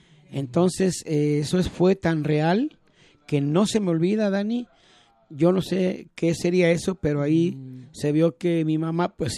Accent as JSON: {"language": "Spanish", "town": "Magdalena", "region": "Jalisco", "country": "Mexico", "said": "ahí en mi pueblo de Magdalena, Jalisco, de donde yo soy"}